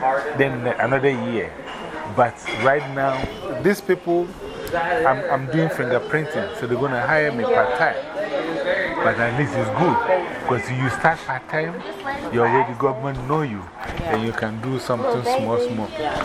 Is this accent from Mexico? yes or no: no; Ghana; English is a second language; now in United States; I'm from West Africa, Ghana.